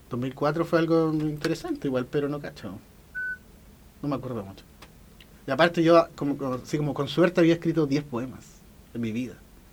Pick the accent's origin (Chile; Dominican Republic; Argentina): Chile; Antofagasta; Yo no soy un poeta de Antofagasta. No, yo soy una persona de Antofagasta.